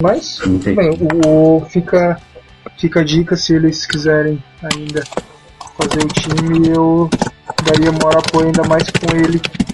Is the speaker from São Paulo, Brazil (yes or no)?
no; Criciúma, Santa Catarina, Brazil; eu encontrei um cara da mesma cidade que eu, de Criciúma.